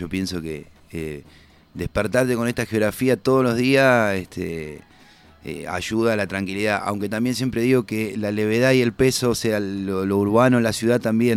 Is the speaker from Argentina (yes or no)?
yes; La Plata, Buenos Aires Province, Argentina; born there; Yo nací en La Plata, en la ciudad de La Plata, en Buenos Aires.